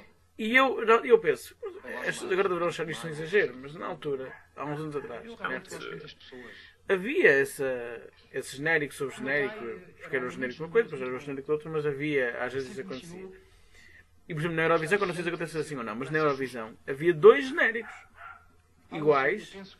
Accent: Portugal; Nós somos portugueses, mas vamos falar a língua dos outros.

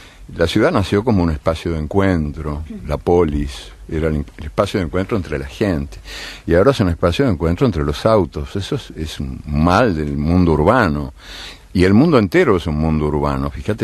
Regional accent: Uruguay; Me reconozco en algunas cosas de mi tierra, de mi ciudad. En el ritmo lento, me gusta. Me gusta ser lento. Soy lento también para... Las vacas uruguayas, sabes que son de parición lenta.

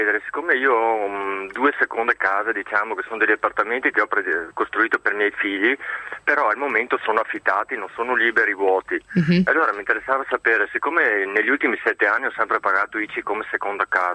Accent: Valdagno, Veneto, Italy; io sono di Valdagno, comunque non importa Vicenza.

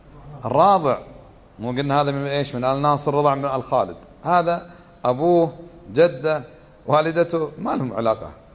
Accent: Kuwait; accent: Kuwaiti; وعندنا في لهجتنا في الكويت يسمى الصهر نسيب، هذا خطأ.

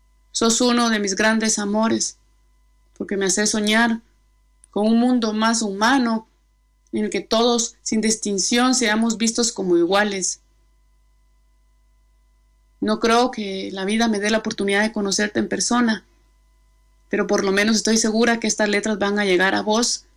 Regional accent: Comapa, Jutiapa, Guatemala; Nací en Guatemala, en el departamento de Jutiapa, en el municipio de Comapa, en el oriente, y crecí en un arrabal vendiendo laos en el mercado.

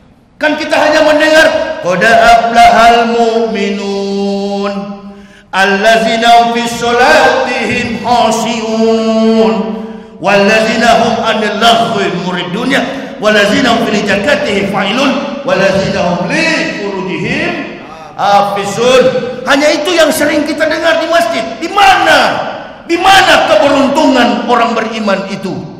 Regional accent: Manado, North Sulawesi, Indonesia; kampung halaman saya, Manado, Sulawesi Utara.

